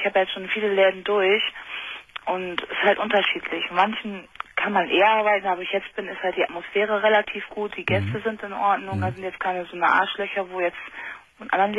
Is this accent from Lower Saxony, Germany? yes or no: yes; Osnabrück, Lower Saxony, Germany; ich komme aus Osnabrück